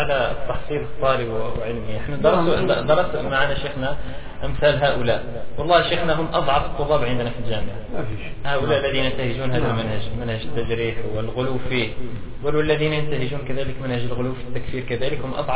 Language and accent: Arabic; Nador, Oriental, Morocco; في البيئة التي نعيشها في الريف عندنا في الناظور يا أخي خالي من العلماء خالي من المشايخ الكبار